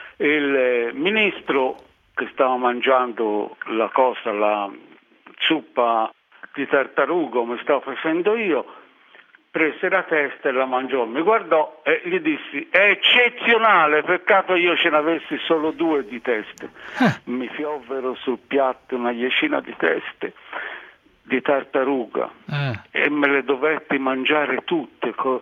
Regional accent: Terranuova Bracciolini, Tuscany, Italy; negli anni 30, quando ero bambino, ragazzino, a Terranova Bracciolini, in campagna, si mangiava il gatto.

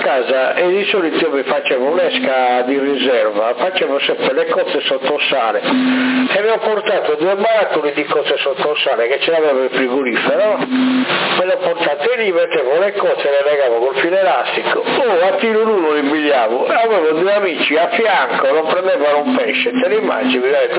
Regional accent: Sardinia, Italy; perché noi non siamo sardi, non siamo di fuori, siamo sardi.

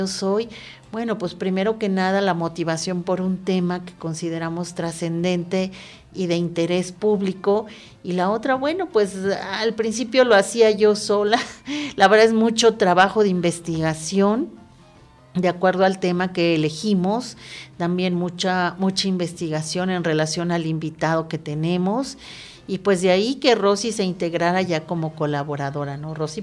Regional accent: Mexico City, Mexico; yo soy nativa de la Ciudad de México, no niego la cruz de mi parroquia, la verdad, y por azares de la vida, por azares de la creación nómada, pues vine aquí a vivir enamorada de los volcanes, enamorada de la Iztaccíhuatl

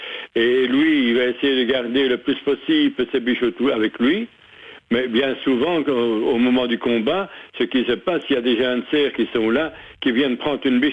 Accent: Saint-Hubert, Wallonia, Belgium; on est en plein dedans à l'heure actuelle, en tout cas chez nous à Saint-Hubert

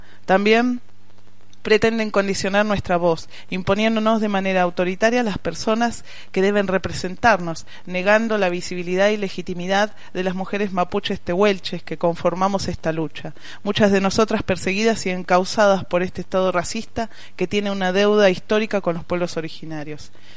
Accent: Buenos Aires, Argentina; now in Junín, Argentina; un dato importante para compartir es que soy nacida y criada en Capital Federal.

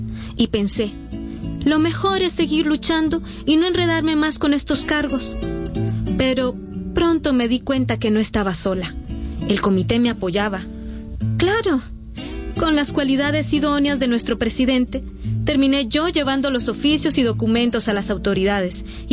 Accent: Amatlán de los Reyes, Veracruz, Mexico; Yo nací aquí, en La Pochota, municipio de Amatlán de los Reyes, Veracruz.

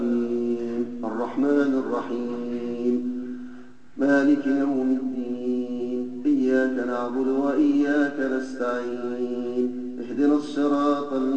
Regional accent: Egypt; في بلدنا مصر

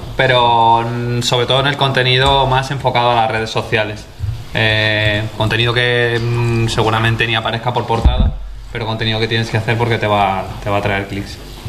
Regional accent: Valladolid, Castile and León, Spain; now in Málaga, Spain; yo soy de Valladolid y me vine a Málaga a trabajar a Bisoker por media jornada

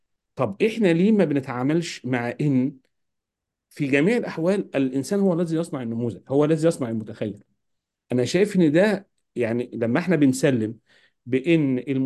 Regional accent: Egypt; وإن أنا كمصري لا أعرف كثير

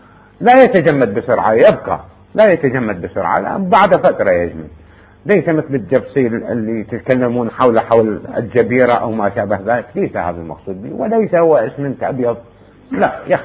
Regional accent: Iraq; هذا ممكن يعني البناء عندنا في العراق يبنون به الطابوق

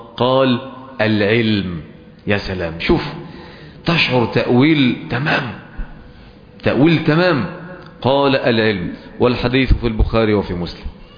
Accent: Egypt; accent: Egyptian; فلهجتنا المصرية هي من اقرب اللهجات الى اللغة العربية الفصحى

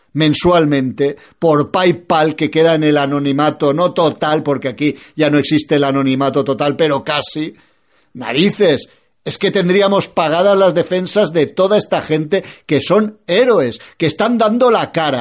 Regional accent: Spain; estoy en contra de cada día más influencia de la iglesia musulmana en mi país, y estoy en contra de los curas musulmanes en mi país

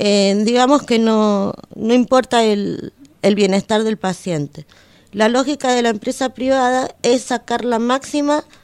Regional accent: Argentina; Pero en el contexto en el que vivimos nosotros, como Argentina me refiero, ¿no?

